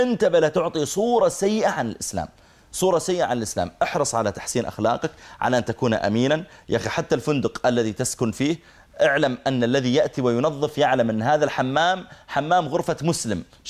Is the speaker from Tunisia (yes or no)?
no; Saudi Arabia; قلت أنا من from Saudi Arabia